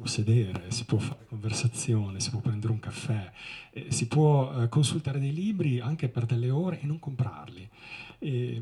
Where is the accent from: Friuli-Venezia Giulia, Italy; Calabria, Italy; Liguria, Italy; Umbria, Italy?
Liguria, Italy; Sanremo; moved away; also born or lived in Vancouver, Canada; Sono nato a Sanremo, quindi sono ligure, ho passato la mia gioventù in Liguria, poi sono partito, sono stato circa 22 anni all'estero, gli ultimi 12 li ho passati in Canada, a Vancouver, sono diventato cittadino canadese